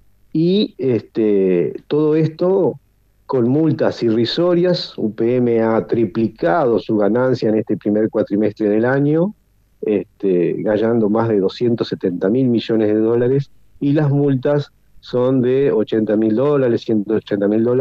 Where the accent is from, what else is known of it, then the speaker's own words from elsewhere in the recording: Paysandú, Uruguay; nosotros somos de Paysandú